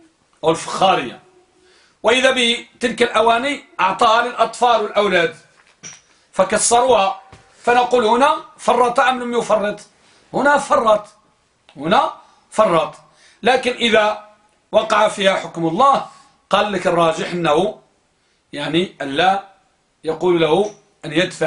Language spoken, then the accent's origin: Arabic; Morocco; عندنا في المغرب وماشي غير في المغرب فقط